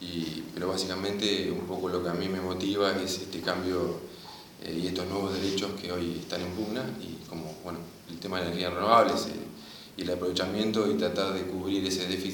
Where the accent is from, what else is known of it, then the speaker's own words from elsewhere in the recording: Olavarría, Buenos Aires Province, Argentina; Yo soy de Olavarría, soy de Olavarría.